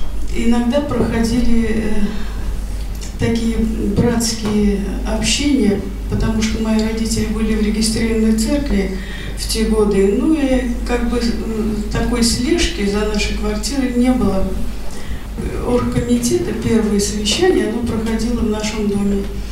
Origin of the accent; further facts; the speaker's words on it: Moscow, Russia; born there; Я родилась в Москве.